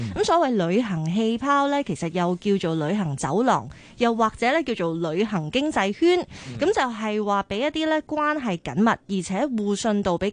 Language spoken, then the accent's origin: Cantonese; Hong Kong; 好似咧俾我哋香港人一个去旅行嘅希望。